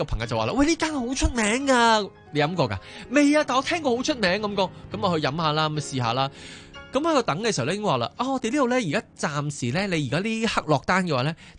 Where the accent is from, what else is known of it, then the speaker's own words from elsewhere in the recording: Hong Kong; 我发觉作为香港人嘅我哋，真系有时系太急啦